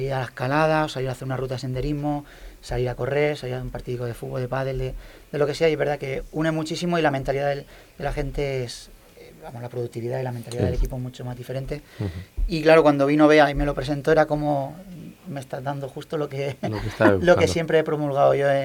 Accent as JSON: {"language": "Spanish", "town": "Elche", "region": "Valencian Community", "country": "Spain", "also_born_or_lived": "Murcia", "said": "Porque yo soy de Elche, pero me fui por trabajo a Murcia y ahora he vuelto."}